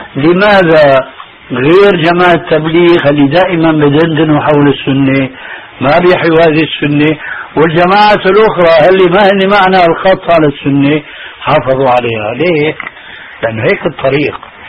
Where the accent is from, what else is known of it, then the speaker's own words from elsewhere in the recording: Damascus, Damascus Governorate, Syria; دخلت المسجد في عندنا في دمشق